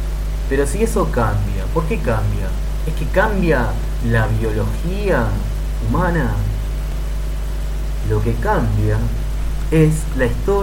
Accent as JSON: {"language": "Spanish", "country": "Uruguay", "said": "uno como uruguayo saluda a todo el mundo con un beso, ¿no?"}